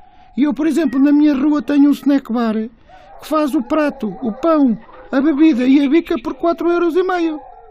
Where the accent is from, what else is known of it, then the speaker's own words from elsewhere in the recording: Águeda, Aveiro, Portugal; Porque eu sou da Águeda, não é?